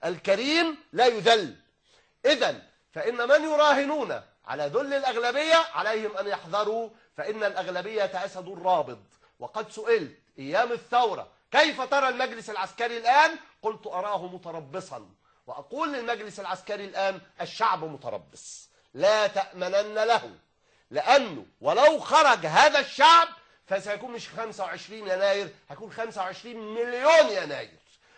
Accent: Egypt; انا لا اتحدث هنا كمسلم بل اتحدث كمصري

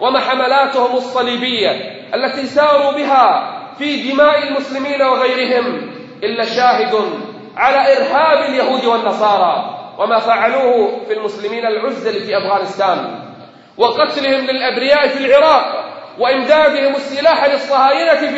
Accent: Kuwait; عندنا في الكويت

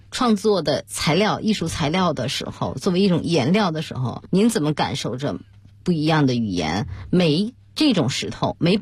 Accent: Shanxi, China; 我是来自山西，我从小对煤太熟悉了。

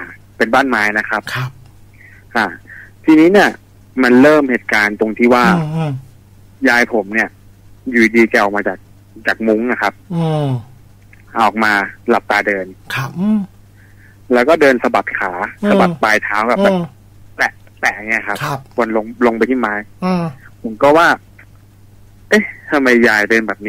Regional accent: Bangkok, Thailand; ผมเป็นคนกรุงเทพเรียนกรุงเทพเลยแต่ยายผมเป็นคนที่นั่น

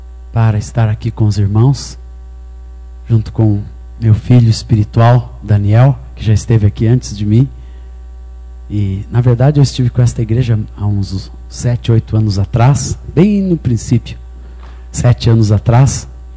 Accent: Minas Gerais, Brazil; E eu sou mineiro, nasci em Minas Gerais no ano de 1958. Tenho 48 anos. E minha mãe era evangélica, meu pai judeu, ateu

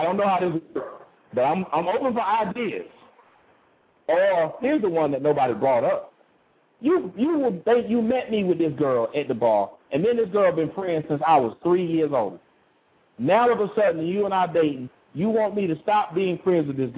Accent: Sunderland, North East England, United Kingdom; born there; I saw it from the time I was born in Sunderland. That's when I was born.

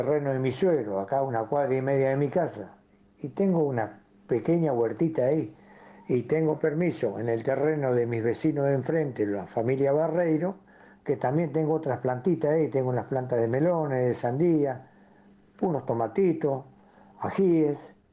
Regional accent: Corrientes, Argentina; Bueno, como ya dije, me crié en Corrientes.

